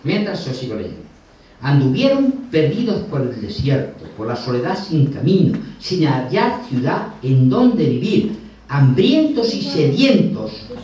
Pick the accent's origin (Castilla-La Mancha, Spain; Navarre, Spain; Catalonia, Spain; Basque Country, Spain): Castilla-La Mancha, Spain; born there; un horizonte plano como las tierras de la Mancha donde yo nací